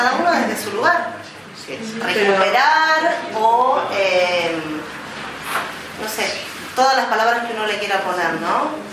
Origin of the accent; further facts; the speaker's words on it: Buenos Aires, Argentina; Y soy de Buenos Aires. Pero igual mis ancestros eran iguales a ustedes